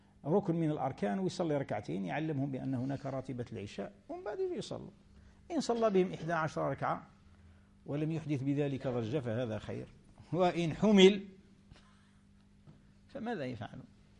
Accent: Tunisia; كما احنا توانسة بكري وحنا كلنا مغاربة

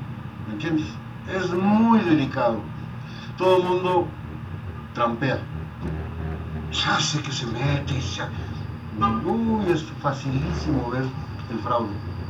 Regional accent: Sinaloa, Mexico; also born or lived in Ciudad Juárez; porque soy de Sinaloa, o porque vengo de Juárez.

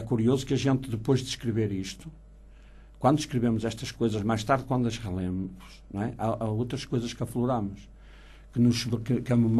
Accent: Braga, Portugal; born there; a minha escola do meu lugar, não é? Do lugar onde eu nasci, que é o lugar do Monte da Freguesia do Barbudo

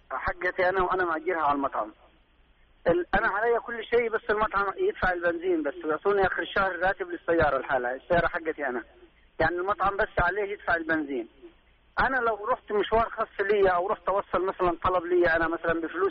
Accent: Egypt; انا مثلا اجي في العياده في المواسم، انا مصري، او لقيت حد نازل مصر اقول له هذه خذ وصلها

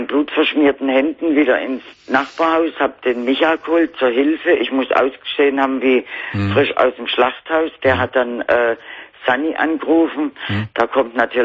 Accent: Konstanz, Baden-Württemberg, Germany; ich komme eigentlich vom Bodensee aus Konstanz.

